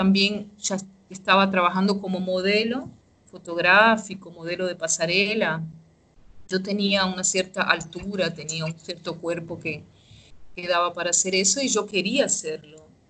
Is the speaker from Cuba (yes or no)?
yes; Cuba; now in Brazil; Desde el momento que salí de Cuba, cuando pasamos por Panamá, que se veía la pobreza, que la gente en Panamá no hablaba español, hablaba inglés. Y era súper extraño ver todo eso. Y al llegar a Brasil